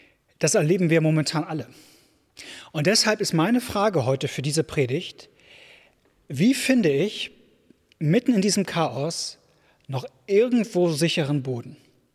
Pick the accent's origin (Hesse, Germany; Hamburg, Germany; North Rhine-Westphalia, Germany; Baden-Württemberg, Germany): Hamburg, Germany; ist so eine Gewissheit, die mir als Hamburger leider in den letzten Jahren abhanden gekommen ist